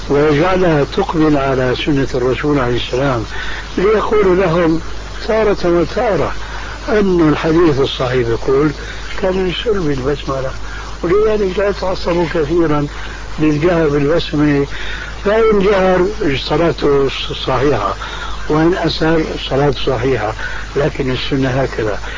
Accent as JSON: {"language": "Arabic", "country": "Syria", "said": "كما يقولون عندنا في الشام"}